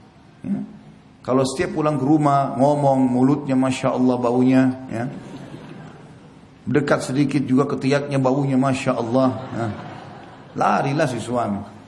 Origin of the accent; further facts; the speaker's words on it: Indonesia; Kita ini orang Melayu, orang Indonesia.